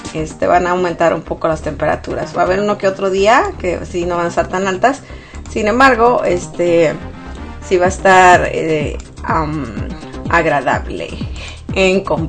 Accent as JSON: {"language": "Spanish", "region": "Sonora", "country": "Mexico", "said": "La verdad es que en Sonora, o sea, de donde yo soy, hace mucho calor."}